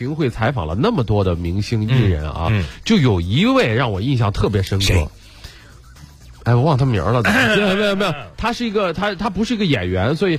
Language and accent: Chinese; Shandong, China; 并不是因为我是山东人